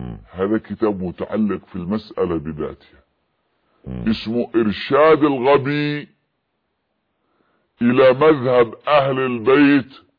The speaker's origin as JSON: {"language": "Arabic", "country": "Yemen", "said": "في اليمن لأننا معايشون لهم"}